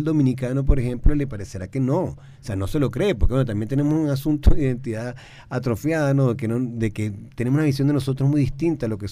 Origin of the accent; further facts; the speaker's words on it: Venezuela; para cambiar lo que somos los venezolanos, ¿no?